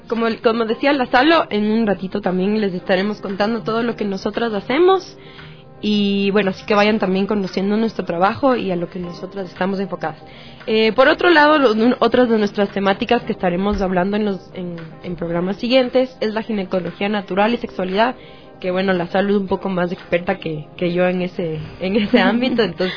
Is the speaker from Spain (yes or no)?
no; Quito, Pichincha, Ecuador; como mujeres quiteñas, como mujeres que vivimos en un sector determinado, que es la ciudad de Quito